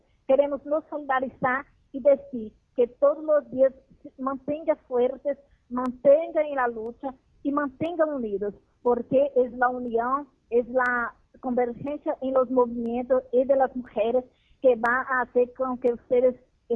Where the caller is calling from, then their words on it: Brazil; Spanish is a second language; hablo desde Brasil, soy de la Marcha Mundial de las Mujeres de Brasil.